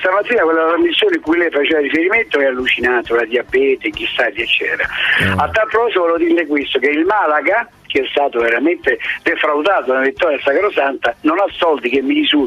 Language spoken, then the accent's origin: Italian; Rome, Lazio, Italy; anche se sono di Roma e nato a Roma